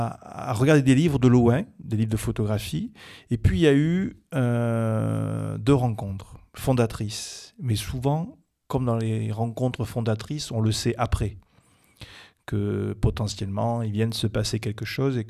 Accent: Brive-la-Gaillarde, Nouvelle-Aquitaine, France; c'est vrai que moi, je suis originaire de Corrèze, de Brive exactement.

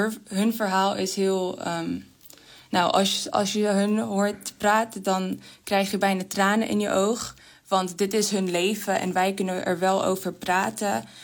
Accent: Georgia; Dutch is a second language; Nou, ik ben oorspronkelijk uit Georgië.

